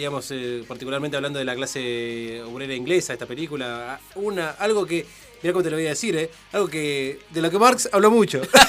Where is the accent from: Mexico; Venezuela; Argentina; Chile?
Argentina; porque soy argentino antes que...